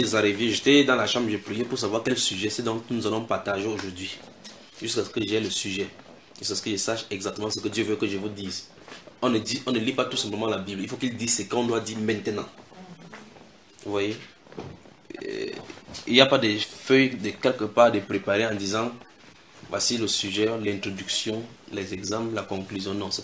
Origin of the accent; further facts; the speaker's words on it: Cameroon; nous venons du Cameroun.